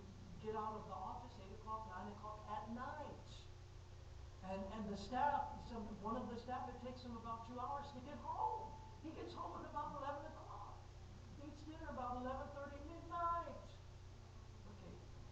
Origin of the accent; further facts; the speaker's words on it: United States; You Americans know exactly what that means. I'm American too, by the way. I speak Indian, okay.